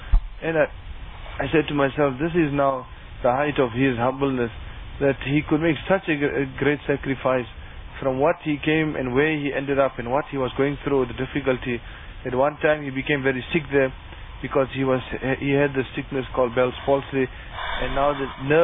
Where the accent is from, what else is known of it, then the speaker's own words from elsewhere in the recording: Bethal, Mpumalanga, South Africa; I'm from Bethal.